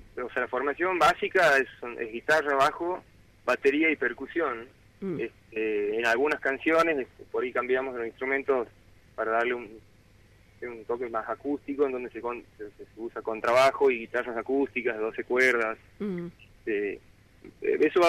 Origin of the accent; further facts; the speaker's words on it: Santiago del Estero, Argentina; Somos todos de Santiago Capital.